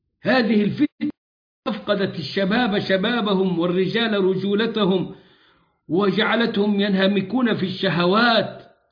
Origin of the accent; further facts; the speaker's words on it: Egypt; وكنت قد جعلت ذلك سلسلة دروس في بلدنا مصر، مصر العزيزة على قلوبنا